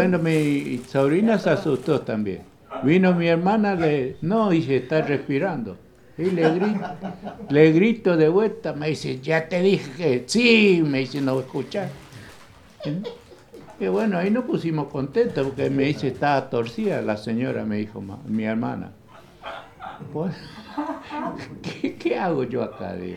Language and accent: Spanish; Itá Ibaté, Corrientes, Argentina; fuimos unas vacaciones a Corrientes, mi pueblo Itaibaté Corrientes